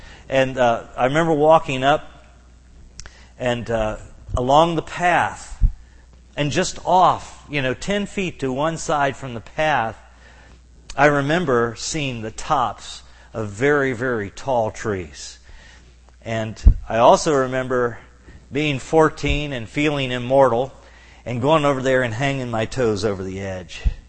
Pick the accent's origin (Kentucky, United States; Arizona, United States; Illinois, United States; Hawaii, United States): Kentucky, United States; I remember being about 14 years of age, and I'm from Kentucky